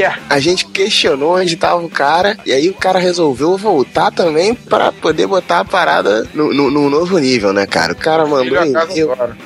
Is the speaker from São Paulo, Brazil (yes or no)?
yes; São Paulo, Brazil; Sou de São Paulo e um apreciador de tanguinhas.